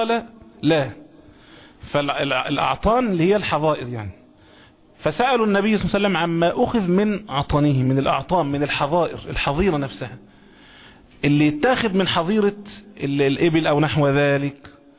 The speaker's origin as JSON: {"language": "Arabic", "country": "Egypt", "said": "زي ما المثل المشاع عندنا هنا كمصريين يقولوا"}